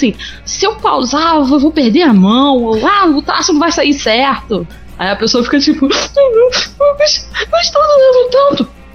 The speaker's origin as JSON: {"language": "Portuguese", "town": "Seropédica", "region": "Rio de Janeiro", "country": "Brazil", "said": "Bom, eu venho do Serohel, Seropédica, pra quem não conhece."}